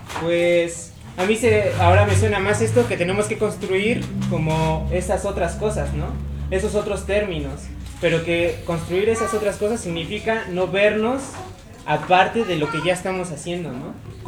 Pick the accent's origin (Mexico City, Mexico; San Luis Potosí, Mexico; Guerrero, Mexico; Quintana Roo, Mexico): Mexico City, Mexico; Yo nací en DF, como de niño, y después me fui a la comunidad y aprendí muchas cosas de ahí, muchos valores y muchas cosas chidas, pero también era claro que no era precisamente yo de ahí, ¿no?